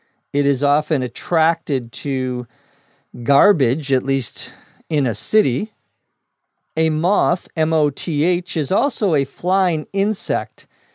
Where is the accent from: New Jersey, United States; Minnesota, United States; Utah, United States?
Minnesota, United States; I remember growing up in Minnesota, when we would go up away from the city, you could always hear in the summertime crickets at night